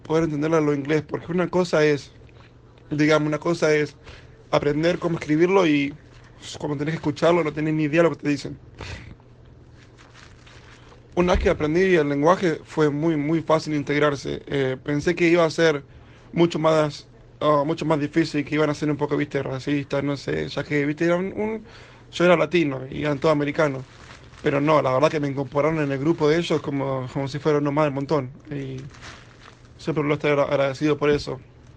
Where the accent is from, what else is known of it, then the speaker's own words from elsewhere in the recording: La Plata, Buenos Aires Province, Argentina; born there; tengo 22 años, nací en La Plata, Argentina.